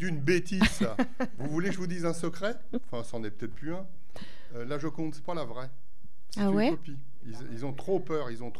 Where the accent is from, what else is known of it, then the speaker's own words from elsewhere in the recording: Paris, Île-de-France, France; je suis parisien. Hein. Je suis né juste à côté. Je suis parisien. J'ai passé toute mon enfance, ma vie d'adulte. Et je suis venu ici.